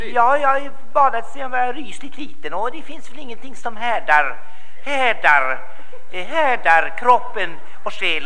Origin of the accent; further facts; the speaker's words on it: Kalmar, Kalmar County, Sweden; born there; Jag är ju född i Kalmar.